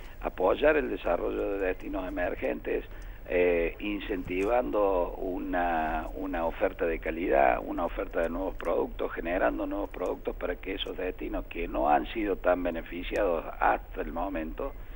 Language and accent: Spanish; Córdoba, Argentina; Yo hablo porque soy cordobés